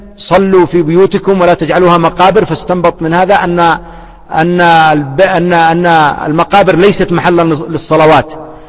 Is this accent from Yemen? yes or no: yes; Yemen; كما يفعل العوام عندنا في اليمن